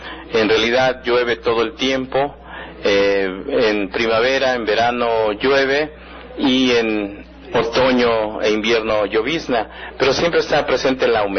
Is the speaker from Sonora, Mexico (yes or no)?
no; Cuetzalan, Puebla, Mexico; esa flor tan maravillosa, originaria de mi tierra. Hablo del chalagüite, un árbol muy endémico en Cuetzalan